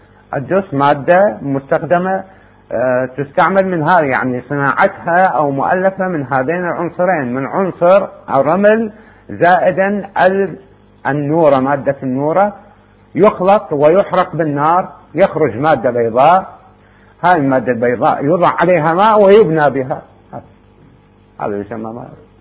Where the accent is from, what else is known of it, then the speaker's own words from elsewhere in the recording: Iraq; هذا ممكن يعني البناء عندنا في العراق يبنون به الطابوق